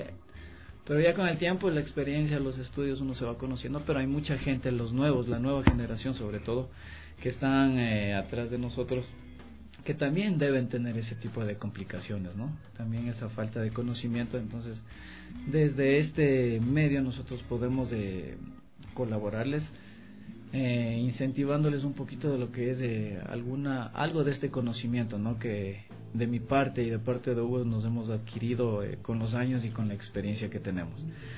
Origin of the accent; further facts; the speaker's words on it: Ecuador; como músicos, como ecuatorianos y como blueseros